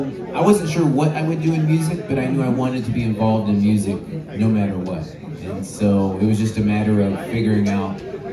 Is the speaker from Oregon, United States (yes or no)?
yes; Oregon, United States; now in Los Angeles, United States; And I'm from Oregon, which is in the northwest of the United States.